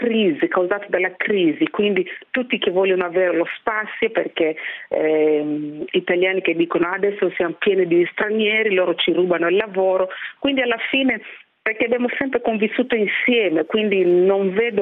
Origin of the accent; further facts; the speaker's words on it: Kenya; dove io vengo dal Kenya, praticamente le donne del Kenya lavorano nel mio workshop